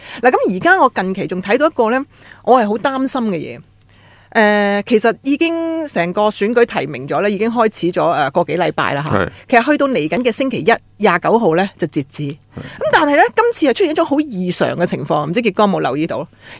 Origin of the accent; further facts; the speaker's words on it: Hong Kong; 即我觉得我们香港人呢，即包括我自己啦，跟北京的思维是极度不同。